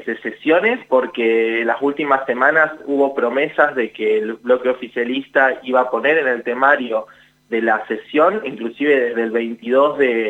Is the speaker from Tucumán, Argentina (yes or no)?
no; Santa Fe, Argentina; También soy santafesino, así que también conozco un poco también lo que son los ritmos un poco más de las provincias.